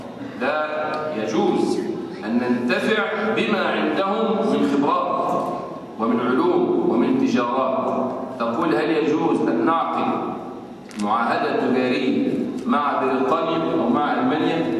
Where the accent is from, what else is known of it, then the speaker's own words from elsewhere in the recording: Damietta, Damietta Governorate, Egypt; يعني واحد مثلا عندنا في دمياط عنده مصنع موبيليات